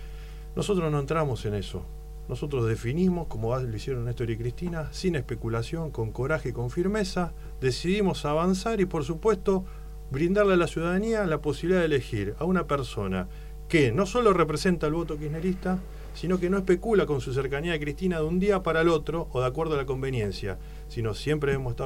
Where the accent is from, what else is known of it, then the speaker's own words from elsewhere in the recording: Rosario, Santa Fe, Argentina; Soy de Rosario y camino a la ciudad de Rosario, como siempre lo he hecho, y recorrí toda la provincia de Santa Fe